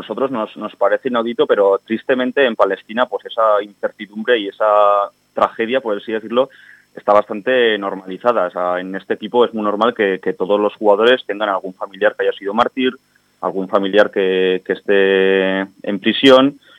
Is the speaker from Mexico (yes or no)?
no; Pamplona, Navarre, Spain; nosotros aquí comentamos que el equipo es motor, somos de Iruña